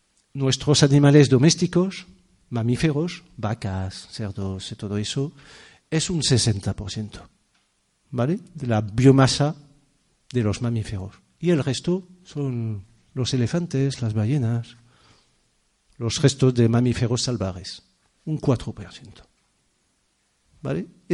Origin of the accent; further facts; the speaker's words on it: France; now in Spain; porque quizás soy francés, es un parti pris chauvinista